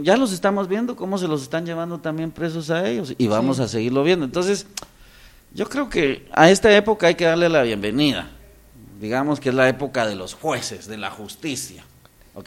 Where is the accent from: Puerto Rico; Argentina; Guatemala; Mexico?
Guatemala; como somos los guatemaltecos en estas cosas